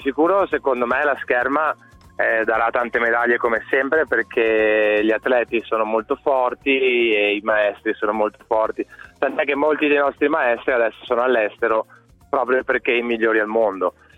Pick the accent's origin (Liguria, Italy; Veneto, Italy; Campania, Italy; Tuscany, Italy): Veneto, Italy; Treviso; Io poi da trevigiano sai, sempre seguito il basket